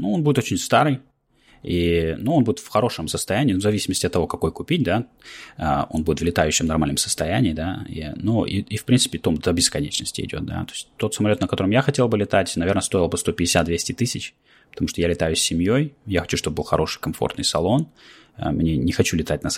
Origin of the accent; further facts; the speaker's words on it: Russia; now in United States; но я, приехав из России